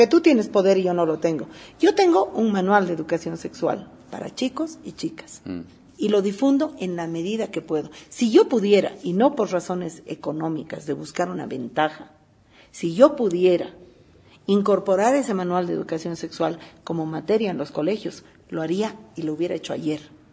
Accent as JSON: {"language": "Spanish", "country": "Bolivia", "said": "a mí como ciudadana boliviana y como movimiento, me interesa"}